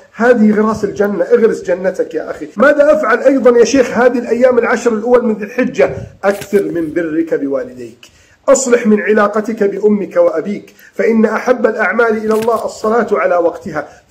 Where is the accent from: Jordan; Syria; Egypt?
Egypt; اللهم احفظ بلدنا مصر من كيد الكائدين